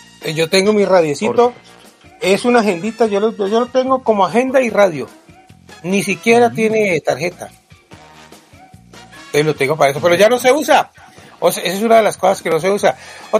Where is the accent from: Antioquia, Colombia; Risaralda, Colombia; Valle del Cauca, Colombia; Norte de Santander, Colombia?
Valle del Cauca, Colombia; Cali; Yo soy de Cali y una ruana en Cali es una reliquia.